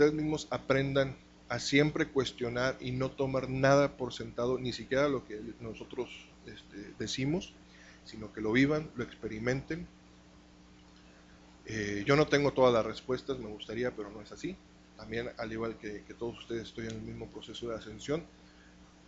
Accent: Monterrey, Nuevo León, Mexico; Soy de aquí de Monterrey.

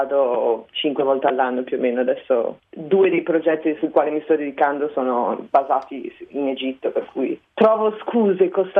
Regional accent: Bra, Piedmont, Italy; io sono cresciuta, ho fatto il liceo a Bra in provincia di Cuneo, e che è poi la città dove è nato il movimento dello slow food.

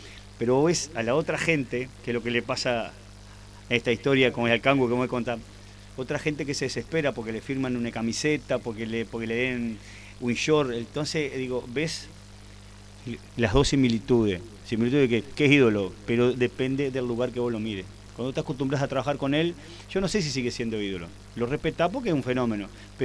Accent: Guichón, Paysandú, Uruguay; yo soy de Guichón

